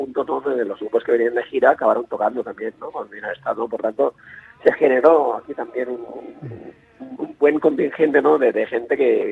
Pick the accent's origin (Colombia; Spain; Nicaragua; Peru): Spain; first language Catalan; Spanish is a second language; tanto en castellano como en catalán, que es mi lengua natal